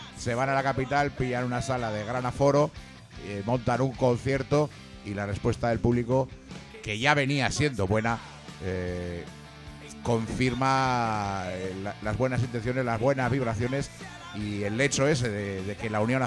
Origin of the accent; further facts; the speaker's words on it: Madrid, Community of Madrid, Spain; que somos de Hortaleza, ¿o no